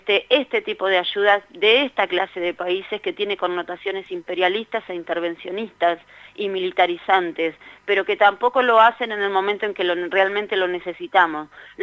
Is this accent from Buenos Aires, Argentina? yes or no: no; Neuquén, Argentina; nosotros somos la provincia de Neuquén